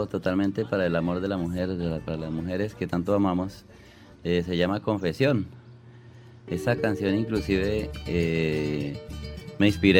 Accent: Tocaima, Cundinamarca, Colombia; Saludo cordial a todo mi pueblo, Tocaima, a todas las veredas.

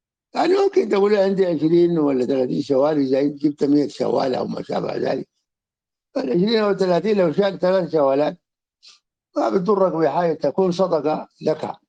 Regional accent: Sudan; يعني مثل الذي كان عندنا في السودان

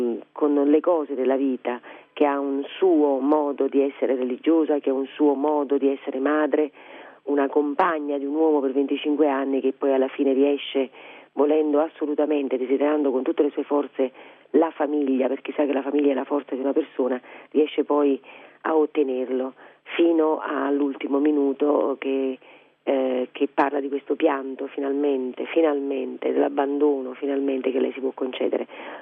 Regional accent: Naples, Campania, Italy; lei giustamente non è napoletana, io sono napoletana

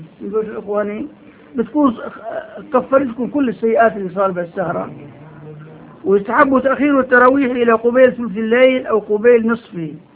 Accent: Syria; هون عندنا بالشام

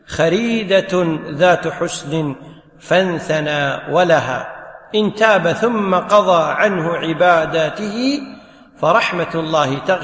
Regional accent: Kuwait; ينطبق عليك المثل اللي يقول عندنا بالكويت

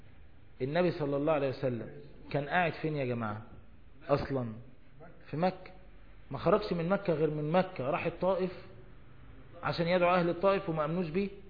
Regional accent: Egypt

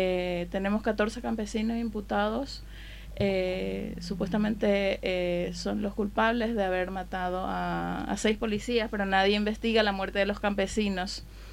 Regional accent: Paraguay; now in Madrid, Spain; soy de Paraguay, como lo habías dicho antes, de Paraguay Resiste en Madrid

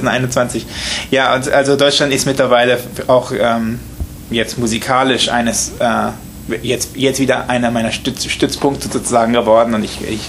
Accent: Italy; also born or lived in Germany; Ich bin ursprünglich Deutscher, allerdings in Italien aufgewachsen, weil meine Eltern waren beide Deutsche und deswegen ist Deutsch meine Muttersprache.

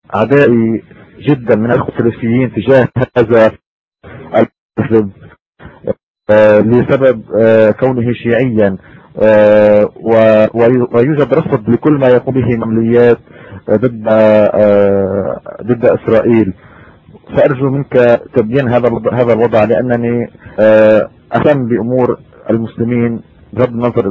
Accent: Lebanon; أنا من لبنان،

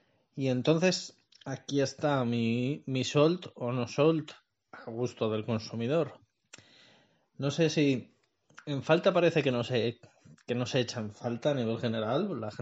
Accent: Madrid, Community of Madrid, Spain; soy de Madrid

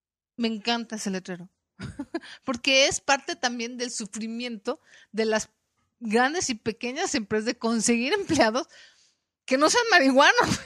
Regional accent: Mexico; por lo menos en mi país, en México

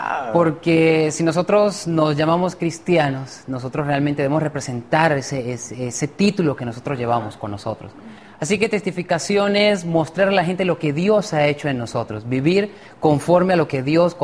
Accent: Venezuela; soy de Venezuela y soy licenciado en teología.

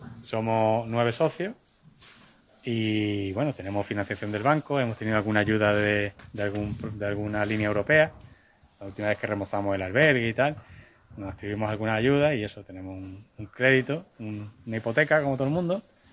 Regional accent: Málaga, Andalusia, Spain; Yo no soy de pueblo, soy de Málaga

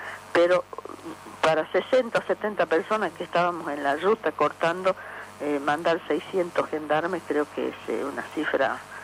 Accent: Libertador General San Martín, Jujuy, Argentina; Yo soy de Libertador General San Martín.

